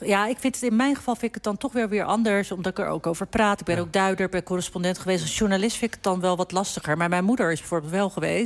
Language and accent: Dutch; Turkey; now in Netherlands; Ik heb er ook eigenlijk wel moeite mee gehad als Turk in de diaspora gaan stemmen.